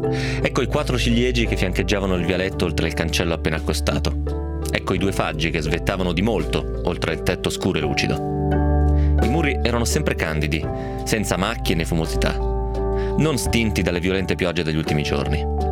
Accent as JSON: {"language": "Italian", "region": "Piedmont", "country": "Italy", "said": "Nel mio caso poi a maggior ragione te lo danno da leggere, perché vengo dal Piemonte e l'autore di questo libro veniva dal Piemonte"}